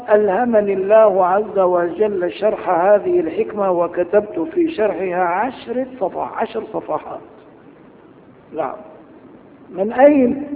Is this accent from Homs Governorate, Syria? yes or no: no; Damascus, Damascus Governorate, Syria; عدت إلى بلدي دمشق مثل هذا اليوم تقريبا